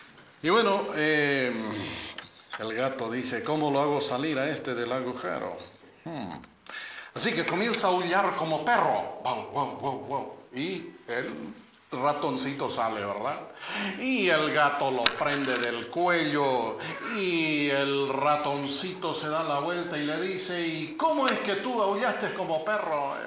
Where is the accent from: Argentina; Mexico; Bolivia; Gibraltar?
Bolivia; born there; Mi esposa y yo hemos vivido 30 años en Bolivia. En realidad yo nací en Bolivia. Mis padres son misioneros al sur de Santa Cruz, en un lugar llamado Camiri.